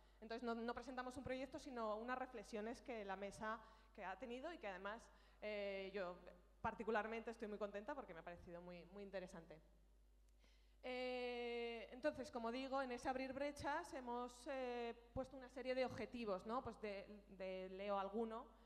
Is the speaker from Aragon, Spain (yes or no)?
yes; Aragon, Spain; me están todo el día diciendo que se me nota que soy de Aragón